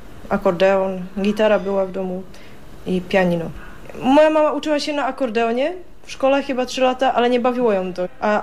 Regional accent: Český Těšín, Moravian-Silesian Region, Czechia; Ja pochodzę z czeskiego Cieszyna.

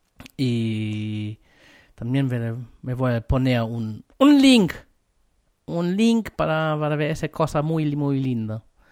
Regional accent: Germany; Spanish is a second language; now in Chile; Soy alemán y normalmente la gente dice aquí en Chile, los alemanes no saben hacer asado.

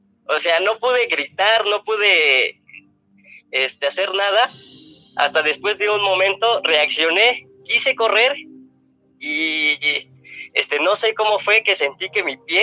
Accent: Ecatepec, State of Mexico, Mexico; soy de Catepec

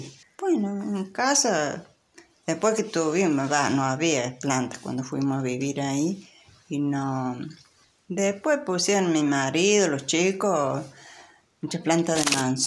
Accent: Luyaba, Córdoba, Argentina; Yo soy de Luyaba, arriba del Portezuelo. Ah. Ahí vivían mis padres. Sí, después, bueno, ya me casé y ya me crucé de loma.

